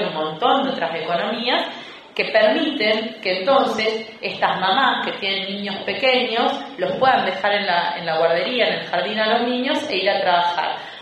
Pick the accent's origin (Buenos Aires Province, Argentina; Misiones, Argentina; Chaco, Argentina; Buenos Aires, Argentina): Misiones, Argentina; en donde yo soy de Misiones.